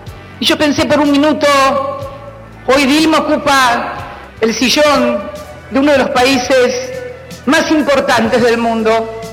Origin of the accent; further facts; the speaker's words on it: La Plata, Buenos Aires Province, Argentina; como le decíamos nosotros los que somos de La Plata